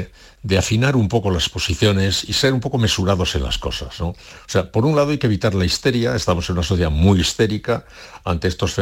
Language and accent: Spanish; Basque Country, Spain; yo fui a Sevilla siendo muy vasco y salí de Sevilla siendo más vasco todavía. Que salí vasco enriquecido.